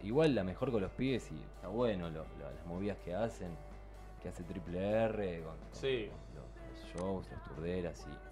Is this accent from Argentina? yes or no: yes; Buenos Aires, Argentina; Somos de Mármol, Adrogué, Banfield, Temperley.